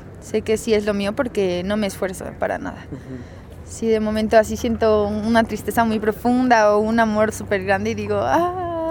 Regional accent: Puerto Morelos, Quintana Roo, Mexico; Es mi banda de allá, yo vengo de Puerto Morelos.

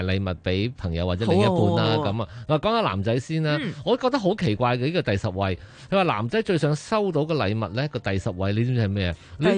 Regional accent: China; 我中国人又话鞋鞋声唔好嘛

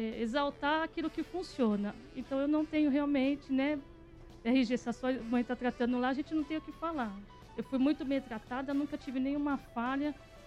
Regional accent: Santo André, São Paulo, Brazil; now in Mogi das Cruzes, Brazil; Eu sou de Santo André, mas eu moro lá, né?

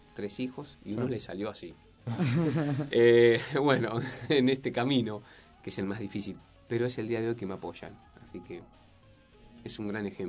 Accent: Morón, Buenos Aires Province, Argentina; Y soy de Morón, loco

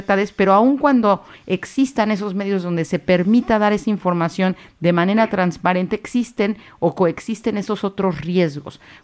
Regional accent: Mexico; Yo soy de origen mexicano

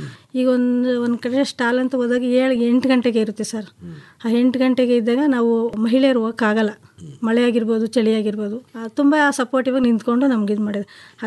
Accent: Nagamangala, Karnataka, India; ನಮ್ದು ಪಿ ನಿರ್ಲಿಕೆರೆ, ನಾಗಮಂಗಲ ತಾಲೂಕು.

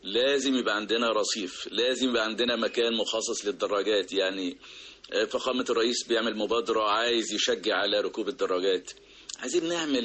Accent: Egypt; ويا رب تبقى الأفكار نافعة لأحسن بلد في الدنيا بلدنا مصر

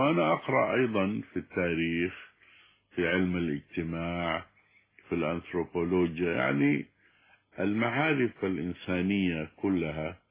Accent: Sudan; لأن عندنا في السودان الريد هو الحب

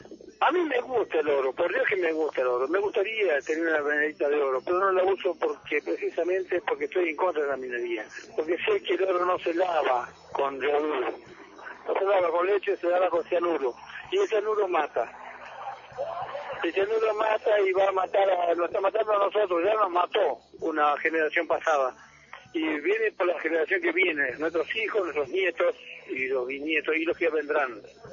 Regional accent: Patagonia, Argentina; como mapuche. Yo soy originario aquí de Foschel, nací y me crié aquí en el Foschel y vivo en el Foschel de toda la vida, y me voy a morir ahí.

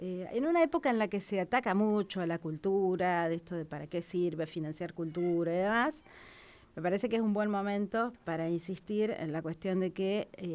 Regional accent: La Pampa, Argentina; nos representa como pampeanos, uh-huh, como argentinos, como victoriquenses, como santarroseños.

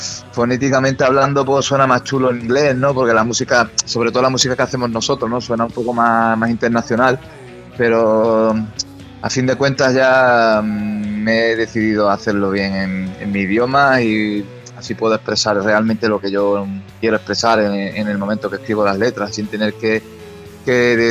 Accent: Huelva, Andalusia, Spain; now in Burgos, Spain; Sí, yo soy de Huelva, pero la banda está afincada en Burgos. Y yo llevo aquí ya varios años viviendo en Burgos

